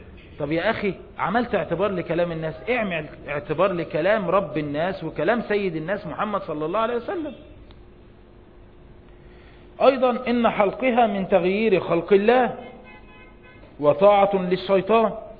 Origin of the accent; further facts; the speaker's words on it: Egypt; زي عندنا في مصر